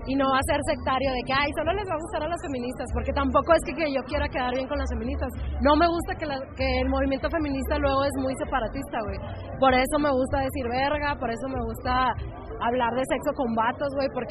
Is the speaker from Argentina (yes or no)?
no; Monterrey, Nuevo León, Mexico; porque yo soy de Monterrey, entonces allá se usa mucho